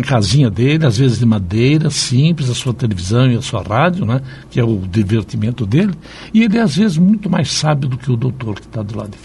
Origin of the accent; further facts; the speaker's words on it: São Paulo, Brazil; Tenho orgulho de ser paulistano